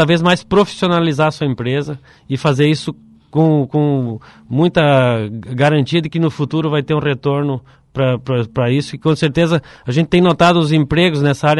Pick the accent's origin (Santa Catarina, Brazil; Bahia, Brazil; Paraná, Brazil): Paraná, Brazil; Cascavel; Como eu vim de Cascavel, a formação nossa não tinha conhecimento desse tipo de negócio.